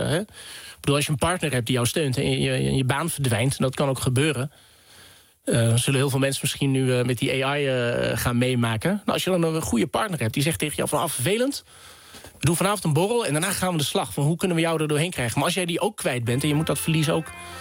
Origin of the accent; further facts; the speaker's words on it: Vaassen, Gelderland, Netherlands; ik kom uit Vaassen, dus een dorp in de gemeente Epe. Midden in stikstofgebied op dit moment.